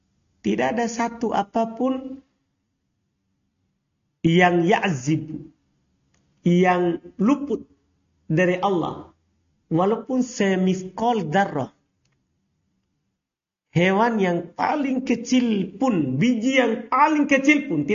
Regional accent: East Nusa Tenggara, Indonesia; Tidak perlu kita malu mengaku saya orang Flores.

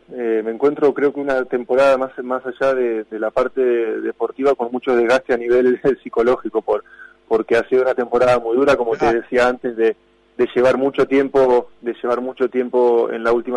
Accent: Argentina; nos gusta verlo y somos argentinos, es realmente admirable

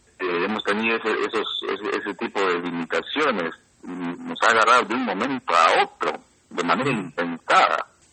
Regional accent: Peru; como peruanos y también como pueblos indígenas

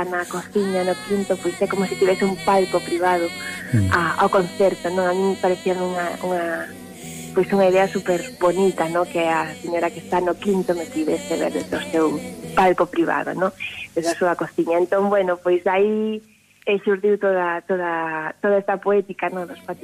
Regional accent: Vigo, Galicia, Spain; eu sempre digo, son unha viguesa de aldea.

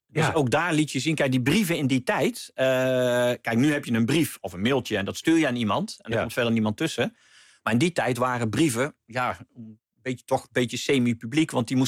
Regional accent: North Brabant, Netherlands; Of wat bij ons in Brabant in het dorp... tonpraten of buutreden, wat je met carnaval doet.

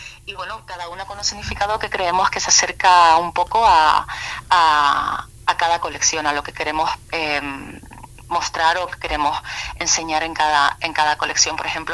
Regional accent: Tenerife, Canary Islands, Spain; yo soy de Tenerife.

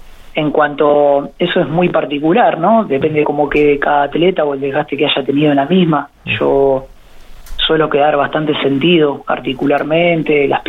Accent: Buenos Aires Province, Argentina; now in Rosario, Argentina; yo no soy de Rosario, hace 16 años que vivo acá, pero soy de Bedia, provincia de Buenos Aires, un bonito cerca de Junín

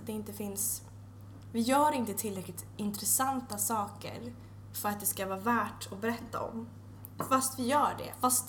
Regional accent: Sweden; moved away; De vardagliga sakerna vi gör... är ju på ett sätt helt precis som hemma i Sverige.

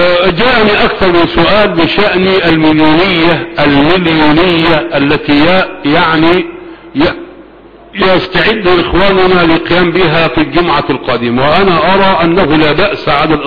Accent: Egypt; نحن أبناء مصر

